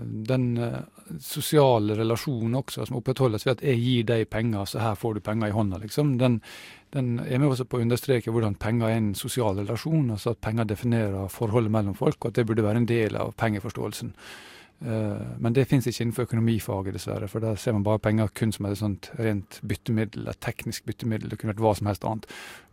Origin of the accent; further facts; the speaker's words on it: Møre og Romsdal, Norway; Jeg er sunnmøring, vet du, og glad i penger